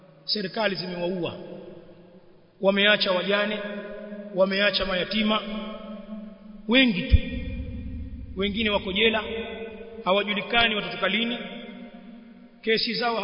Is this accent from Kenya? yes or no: no; Tanzania; Haya tuliyazungumza kwa miaka mingi kule kwetu Tanzania